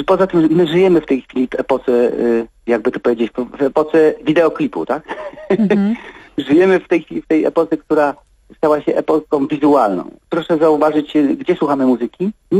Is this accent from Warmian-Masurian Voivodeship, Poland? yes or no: no; Częstochowa, Silesian Voivodeship, Poland; born there; na plebanii kościoła świętej Barbary w Częstochowie, a to był na dawnym wicet pauliński. I tam wszyscy przyszliśmy na świat w tym właśnie mieszkaniu służbowym, w przepięknych wnętrzach pod renesansowymi sklepieniami.